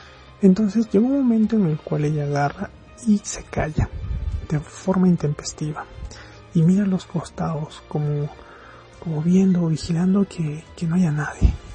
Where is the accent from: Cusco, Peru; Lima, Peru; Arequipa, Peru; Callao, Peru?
Arequipa, Peru; sí, nuevamente, soy del país de Perú, del departamento de Arequipa